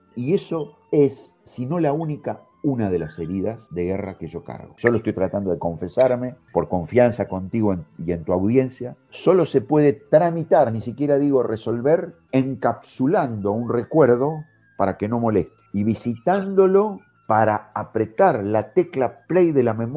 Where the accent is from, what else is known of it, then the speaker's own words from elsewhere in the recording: La Plata, Buenos Aires Province, Argentina; esto ocurrió en La Plata, en mi ciudad natal